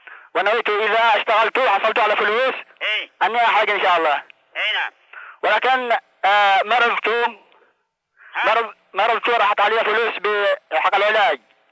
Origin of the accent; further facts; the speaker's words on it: Yemen; moved away as an adult; now in Saudi Arabia; أنا قدمت من اليمن. للسعودية للعمل.